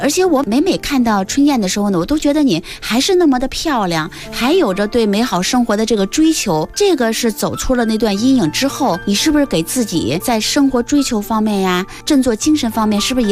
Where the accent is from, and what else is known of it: China